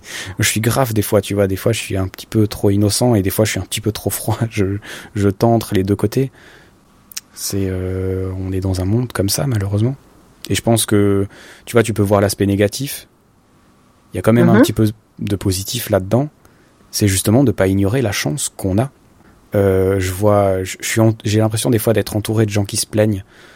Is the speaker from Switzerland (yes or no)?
yes; Switzerland; moi, je me rappelle toujours quand j'étais petit, en Suisse, je viens d'une ville, mais qui serait appelée un village, peut-être, hein, de 14 000 habitants